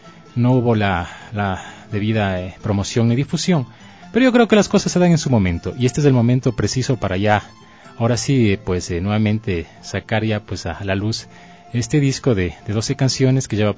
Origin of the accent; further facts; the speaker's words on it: Otavalo, Imbabura, Ecuador; yo soy de Otavalo. Mi mamá es de Otavalo, mi papá es de la provincia de Tungurahua, de un pueblo que se llama Huambalito, que queda más arriba de Pelileo.